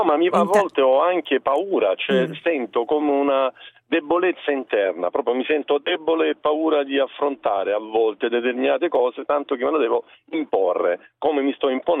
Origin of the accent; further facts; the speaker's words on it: Lecce, Apulia, Italy; In realtà io sono di Lecce, non sono di Ravenna, sto andando a Ravenna.